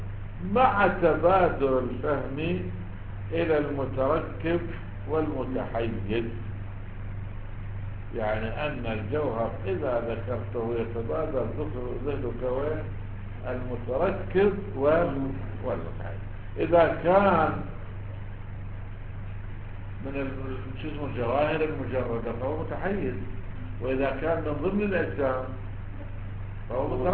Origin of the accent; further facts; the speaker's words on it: Iraq; واحنا عندنا بالعراق